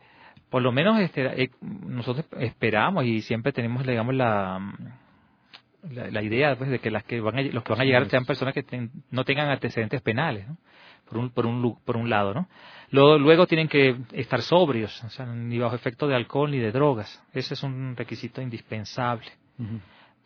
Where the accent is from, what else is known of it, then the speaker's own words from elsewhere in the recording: Venezuela; now in Quito, Ecuador; Yo soy venezolano, ya, pero vengo en este momento de una misión que estaba realizando en el Perú, en el norte del Perú. Y ahora, por mi superior, he sido también designado a apoyar acá en el albergue San Juan de Dios, aquí en Quito.